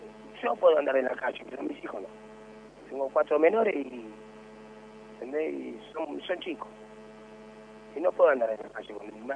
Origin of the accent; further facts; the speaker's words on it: Moreno, Buenos Aires Province, Argentina; Yo soy nacido, criado en Moreno.